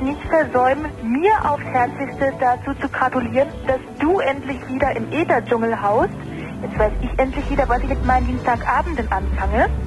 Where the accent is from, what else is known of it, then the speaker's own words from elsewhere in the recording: West Germany, Germany; ich als Wessi es mir überhaupt nicht zumute, irgendeine Stellungnahme zu jedweden Ostvergangenheiten mir anzumaßen